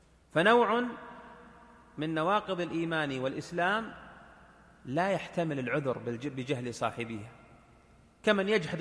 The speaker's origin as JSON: {"language": "Arabic", "country": "Saudi Arabia", "said": "مجتمع مثل مجتمعنا ها هنا في بلادنا المملكة العربية السعودية"}